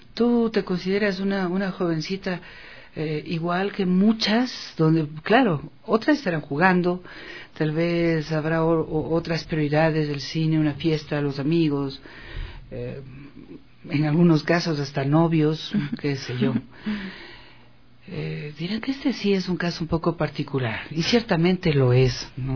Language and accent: Spanish; Ecuador; ecuatorianas y ecuatorianos, independientemente de nuestra edad, de nuestra profesión, de nuestro origen